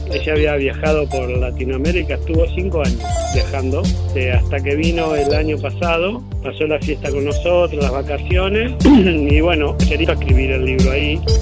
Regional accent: Núñez, Buenos Aires, Argentina; Nosotros somos de acá de Núñez.

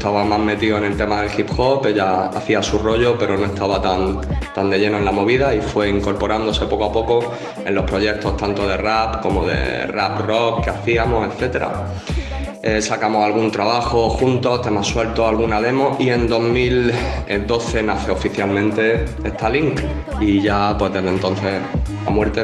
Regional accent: Region of Murcia, Spain; Venimos de, somos de Murcia.

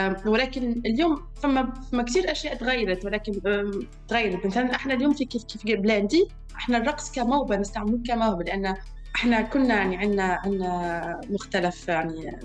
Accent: Tunisia; انا تربيت في تونس، تربيت على الاغاني … ، الاغاني والافلام المصريه

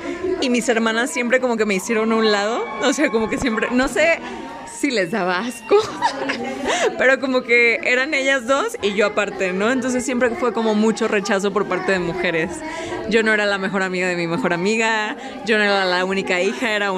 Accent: Ciudad Valles, San Luis Potosí, Mexico; soy de la Huasteca Potosina, orgullosamente vallense. Creo que la bandita de mi pueblo es súper chismosa.

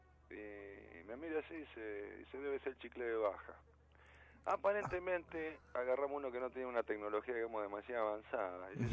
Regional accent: Moreno, Buenos Aires Province, Argentina; Y nosotros somos de Moreno y de La Perlita

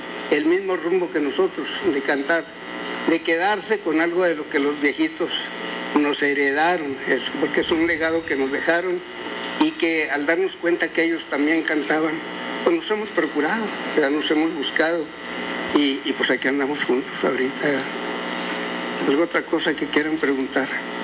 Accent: Durango, Mexico; Nosotros somos del estado de Durango.

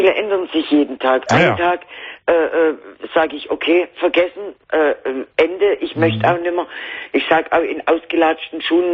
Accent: Konstanz, Baden-Württemberg, Germany; ich komme eigentlich vom Bodensee aus Konstanz.

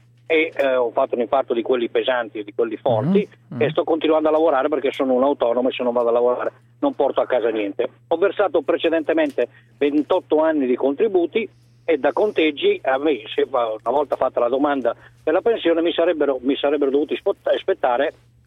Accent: Southern Italy, Italy; Io innanzitutto sono un terrone con 3 R, non con 2 ma con 3 R.

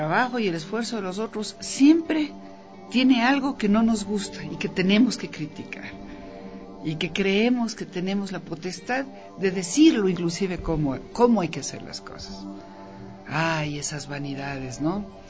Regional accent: Ecuador; lo que somos, ecuatorianos y ecuatorianas

